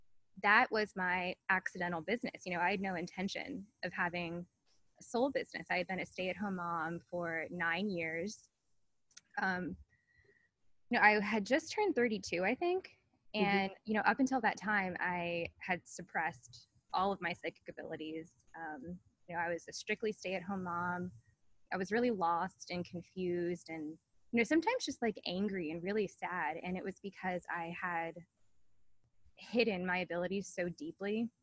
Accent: Annapolis, Maryland, United States; now in Portland, United States; I'm a psychic medium and artist, as you have mentioned. So I grew up in Annapolis, Maryland, as you know, because we grew up together. Mm-hmm. I recently moved to Portland, Oregon for my husband's job

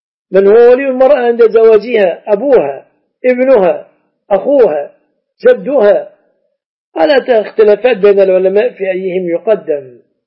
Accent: Egypt; وأنت مذهبت بمذهبك الحنبلي وجئت إلى بلادنا مصر، لما تلزمني بمذهبك الحنبلي؟

